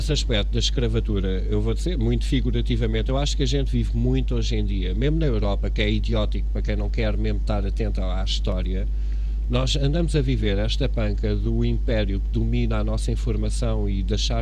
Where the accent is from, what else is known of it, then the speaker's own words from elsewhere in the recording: Cascais, Lisbon, Portugal; born there; eu sou moreno. Epá, eu nasci em Cascais, mesmo junto à praia, eu tenho esta cor mediterrânica